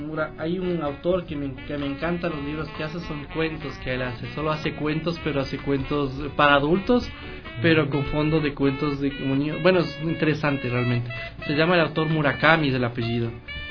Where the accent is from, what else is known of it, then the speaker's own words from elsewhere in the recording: Ecuador; ¿Saben qué me atrae mucho de aquí, de, como ecuatoriano?